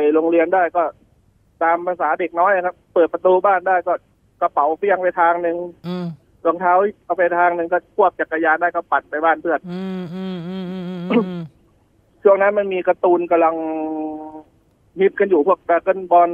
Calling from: Saraburi, Thailand; จากสระบุรีครับ

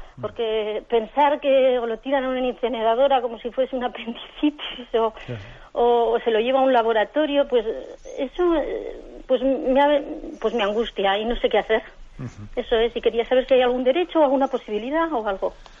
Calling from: San Sebastián, Basque Country, Spain; de San Sebastián.

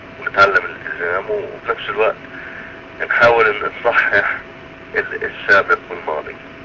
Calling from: United States; أنا بتكلم معك من أمريكا.

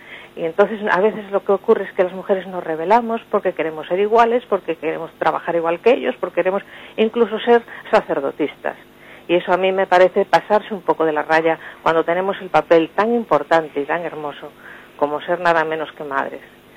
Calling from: Madrid, Community of Madrid, Spain; de Madrid

